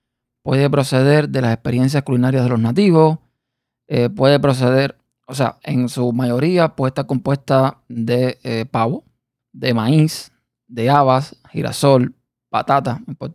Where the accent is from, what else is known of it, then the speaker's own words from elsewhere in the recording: Cuba; estamos acostumbrados en Cuba a comer más, no tan seco, digamos.